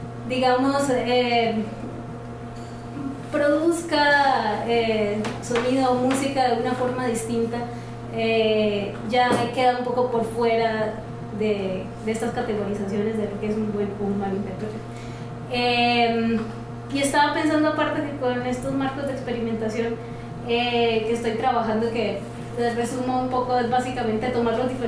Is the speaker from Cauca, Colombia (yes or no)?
yes; Cauca, Colombia; yo estuve rodeada, soy del Cauca, las chirimías caucanas tienen flautas de PVC que suenan airoso, gutural.